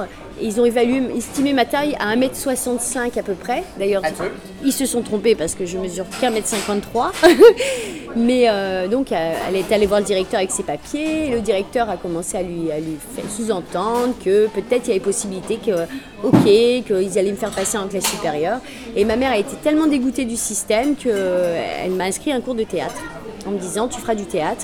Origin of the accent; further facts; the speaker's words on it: Lyon, Auvergne-Rhône-Alpes, France; born there; Non, je suis née à Lyon.